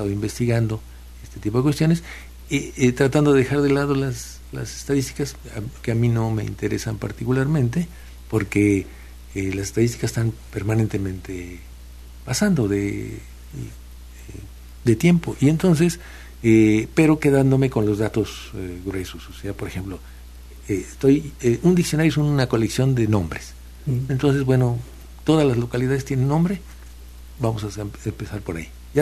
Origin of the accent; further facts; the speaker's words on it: Tlapacoyan, Veracruz, Mexico; Yo vengo de un pueblo de Tlapacoyan, aquí un poco al norte de Jalapa, y llego allá a hablar con mis amigos y encuentro que hablan con palabras que yo conocía de niño y que yo dejé de usar.